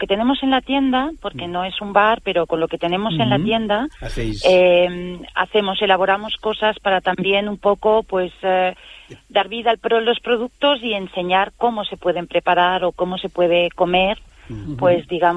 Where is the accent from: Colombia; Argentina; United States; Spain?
Spain; Barcelona, Catalonia; Yo vengo de Barcelona y allí es un nombre bastante común.